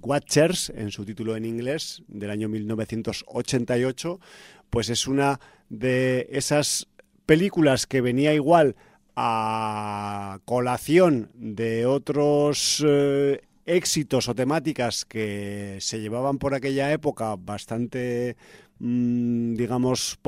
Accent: Zaragoza, Aragon, Spain; born there; en los años 90, había en Zaragoza, mi ciudad natal

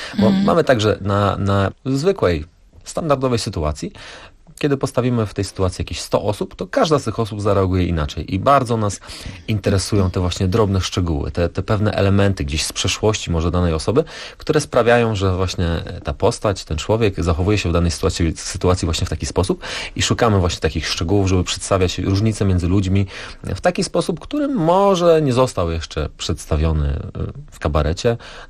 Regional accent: Rybnik, Silesian Voivodeship, Poland; bo my jesteśmy z Rybnika, a tam mamy olbrzymi, cudowny Zalew Rybnicki

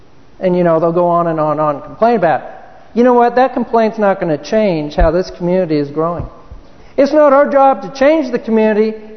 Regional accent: Chino, California, United States; Where I grew up in Chino, California, by the time I left high school

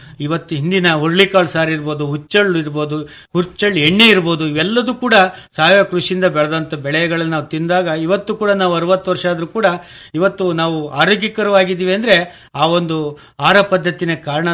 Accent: Ulval, Karnataka, India; ನಾವು ಮೂಲತಃ ಅರ್ಕಲಗೋಡು ತಾಲೂಕು ಉಲ್ವಾಲ್ ಗ್ರಾಮದಲ್ಲಿ ನಾವು ಮುಳುಗಡೆ ನಿವಾಸಿಗಳು.

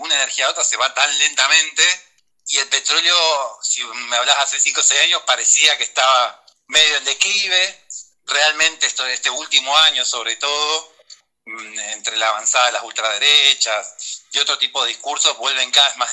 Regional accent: Neuquén, Argentina; also born or lived in Bolivia; a los 3 meses ya estaba viviendo en Neuquén, que es donde sigo viviendo, pero bueno, nací en Bolivia.

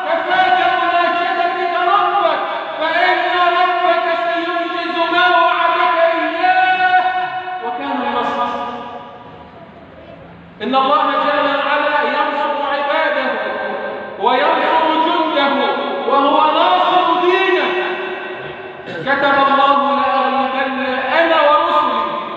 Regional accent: Egypt; اللهم اجعل بلدنا مصر أمنا أمانا

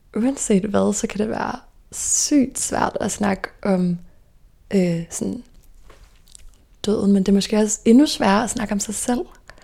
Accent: Stevns, Zealand, Denmark; moved away as an adult; Og jeg voksede op på Stævns. Og der har jeg faktisk boet i det samme lille orange hus hele mit liv, indtil jeg flyttede til København som 19-årig. Og så har jeg gået i folkeskole på Stævns også.

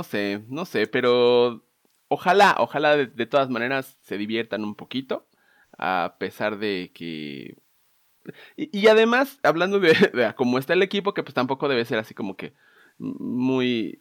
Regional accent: Mexico City, Mexico; now in Aguascalientes, Mexico; Acá, pues siempre hacía mucho orgullo si les digo que soy chilango. Y allá, pues ya les digo que ya también soy medio hidrocálido.

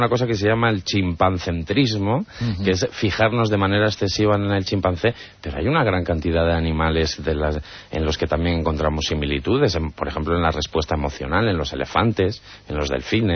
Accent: Torrelavega, Cantabria, Spain; born there; en el zoo de Santillana del Mar, que está muy cerquita de Torrelavega, que es la ciudad donde yo nací

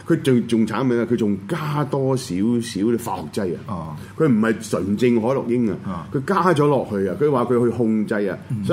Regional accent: China; 我根本唔嚇，我係中國人

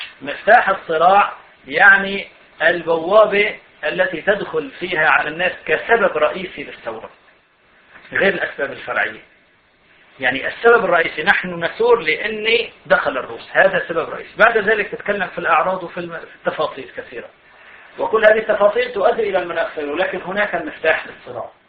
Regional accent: Syria; عندنا في سوريا في الجهاد، أنا هذا شهدته، كان المناخ ثوري بسبب بسيط أنه نحن سنة والحكومة نصيرية

